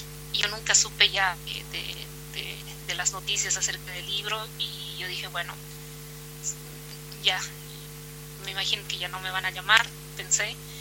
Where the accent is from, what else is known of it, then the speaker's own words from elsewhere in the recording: Cochabamba, Bolivia; yo soy de Cochabamba.